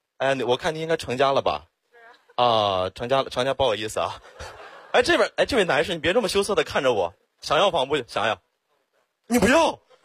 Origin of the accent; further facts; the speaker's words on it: Xiong'an, Hebei, China; 土生土长的雄安人，从小在那长大。